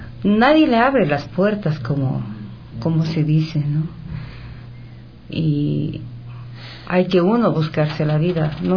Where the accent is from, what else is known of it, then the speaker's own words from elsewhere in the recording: Ecuador; solamente yo en ese DVD soy la única ecuatoriana.